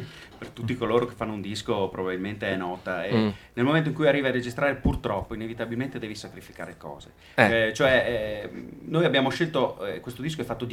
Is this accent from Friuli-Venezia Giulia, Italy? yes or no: no; Treviso, Veneto, Italy; Cioè oggi noi veniamo da Treviso, ma abbiamo girato un pochino